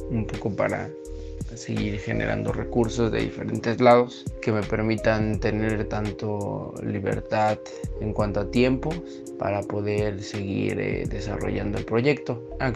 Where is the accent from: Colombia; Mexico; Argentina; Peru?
Mexico; Chalco, State of Mexico; soy del municipio de Chalco, Estado de México.